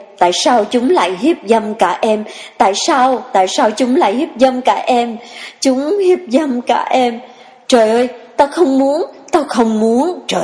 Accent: Saigon, Ho Chi Minh City, Vietnam; Em sanh đẻ ở Sài Gòn, lớn lên cũng ở Sài Gòn, chưa bao giờ xuống dưới miền Nam.

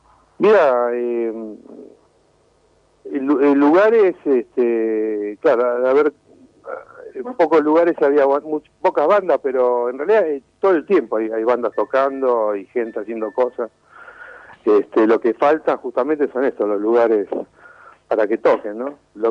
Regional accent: Córdoba, Argentina; Yo soy cordobés, sí.

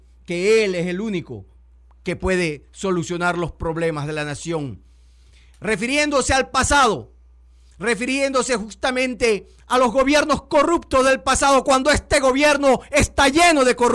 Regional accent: Ecuador; las víctimas somos todos los ecuatorianos decentes que estamos siendo asaltados y atropellados continuamente

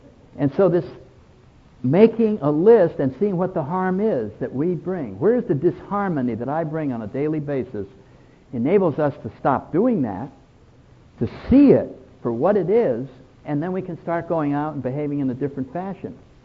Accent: New England, United States; Well, I don't know any states where they ski except Vermont. I'm from New England.

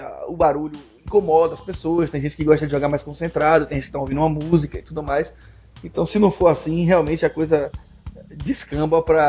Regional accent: Salvador, Bahia, Brazil; now in Juazeiro, Brazil; Eu sou de Salvador, então lá hoje tem três clubes que eu sei que existem, né?

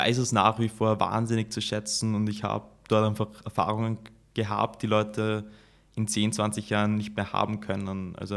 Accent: Graz, Styria, Austria; now in Chicago, United States; die amerikanischen Städte ja doch einfach ganz anders aufgebaut sind als Graz, wo ich aufgewachsen bin.

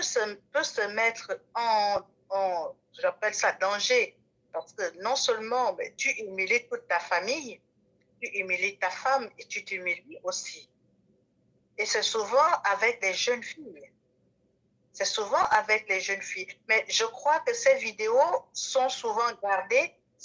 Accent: Gabon; accent: Gabonese; je suis gabonaise de mère et kwato-guinéenne de père, née au Gabon, grandie au Gabon. Toute ma vie a toujours été au Gabon, mon accent est gabonais.

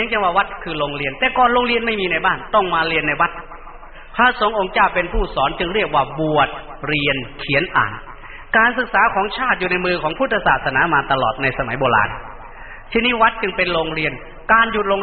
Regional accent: Isan, Thailand; first language Lao; ข้าพยายามฝึกพูดภาษาไทยกลางแต่ก่อนพวกเรานี่ไม่ได้พูดภาษาไทยอันนี้เราพูดภาษาลาวเรียนก็ไม่ได้เรียนหนังสือภาษาไทยนู่นเราเรียนหนังสือลาว

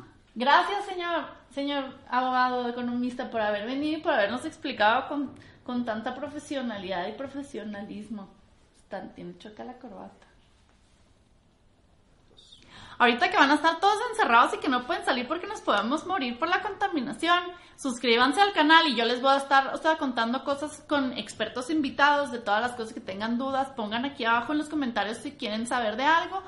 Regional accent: Chihuahua, Mexico; now in Mexico City, Mexico; Yo soy de Chihuahua, pero me vine para acá porque en Chihuahua no hay nada.

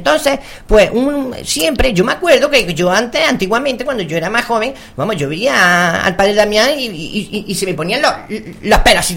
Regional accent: Bailén, Andalusia, Spain; Yo que soy ciudadana de Bailén

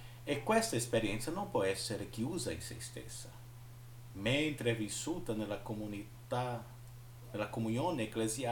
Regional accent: Penedo, Alagoas, Brazil; io vengo dalla diocesi di Penedo, stato di Alagoas, nord-est brasiliano

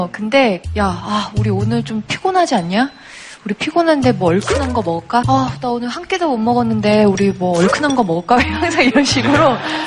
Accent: South Korea; 유독 외국에 나가면 아 내가 한국인이구나라는 생각을 굉장히 자주 해요.

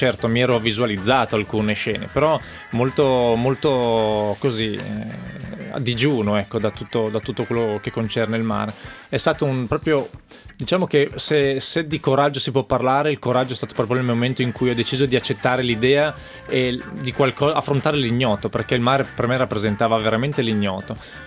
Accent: Lombardy, Italy; ho 32 anni, sono nato e cresciuto in montagna, in Valtellina, alla Prica.

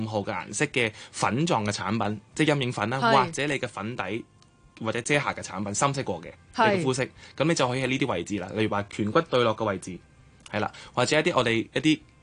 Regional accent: Hong Kong; 因為我發覺泰國人佢哋本身好中意黐睫毛嘅，但係。我哋香港人唔係好中意嘅

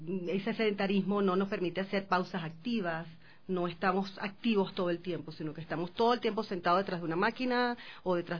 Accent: Venezuela; now in Quito, Ecuador; soy eres venezolana.

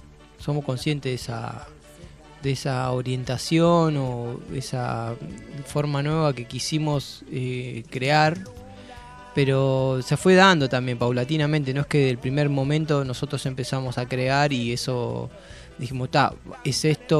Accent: Berisso, Buenos Aires Province, Argentina; Soy de Berisso.

